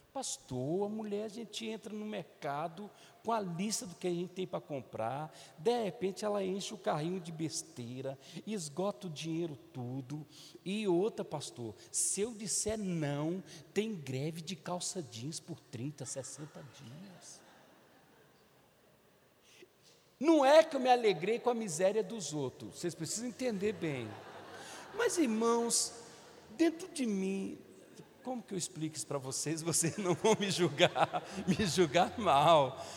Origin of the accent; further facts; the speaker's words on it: Minas Gerais, Brazil; porque eu sou mineiro, irmão